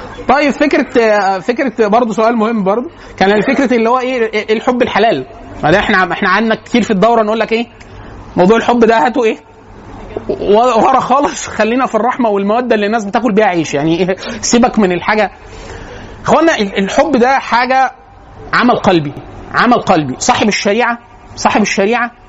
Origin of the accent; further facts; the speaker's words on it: Upper Egypt, Egypt; وانا اصلا من الصعيد